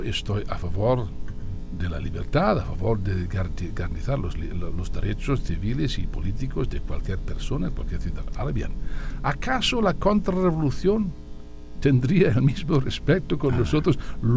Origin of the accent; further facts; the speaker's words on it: United Kingdom; Yo soy británico, inglés no, pero británico sí.